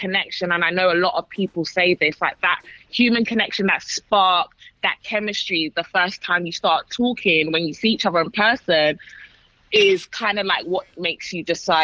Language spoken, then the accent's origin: English; London, United Kingdom; You know, like I'm from London.